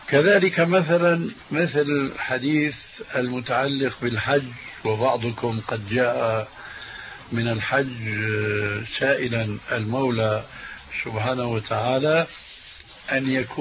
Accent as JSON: {"language": "Arabic", "country": "Syria", "said": "وكما يقول عندنا في سوريا: نحط رجلنا بقى مي باردة"}